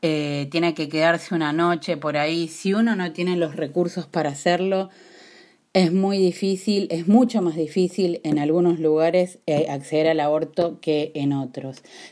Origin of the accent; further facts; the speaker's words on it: Argentina; now in United States; Yo soy parte de la colectiva feminista Las Pibas de California, que somos personas argentinas que vivimos en California, en el área de la Bahía y sus alrededores.